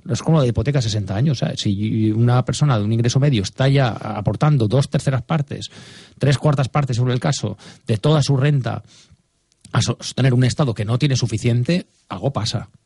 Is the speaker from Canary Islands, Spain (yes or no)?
no; Catalonia, Spain; Soy catalán, vivo allí, y además tengo familia distribuida por todo el territorio español